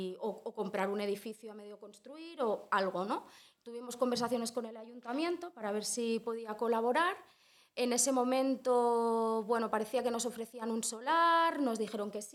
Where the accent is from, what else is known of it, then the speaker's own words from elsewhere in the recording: Olesa de Montserrat, Catalonia, Spain; soy de Olesa, he nacido en Olesa, no sé si todo el mundo sitúa más o menos dónde está, en el Baix Llobregat Nord. Estamos, bueno, cerca del área metropolitana, pero tampoco tanto.